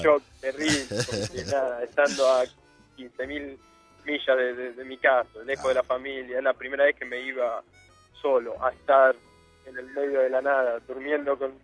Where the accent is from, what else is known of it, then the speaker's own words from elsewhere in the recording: Argentina; soy de Argentina